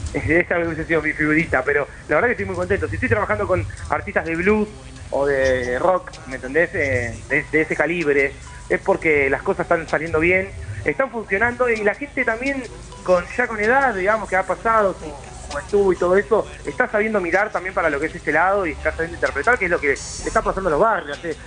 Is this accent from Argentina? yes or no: yes; Avellaneda, Buenos Aires Province, Argentina; Mirá, yo soy criado en Capital, nací en Conurbano, nací en Avellaneda, ni nací en Quilmes, me crié en Avellaneda.